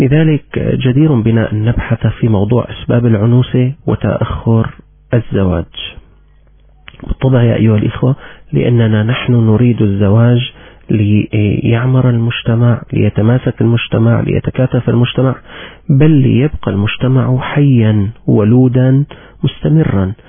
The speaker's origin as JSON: {"language": "Arabic", "country": "Syria", "said": "كنت قد عرضت عليكم نتائج مسح صحي جرى عندنا في سوريا"}